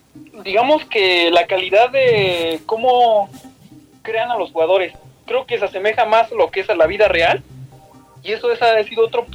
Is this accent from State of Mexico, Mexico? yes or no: yes; State of Mexico, Mexico; Soy originario de la ciudad, del Estado de México.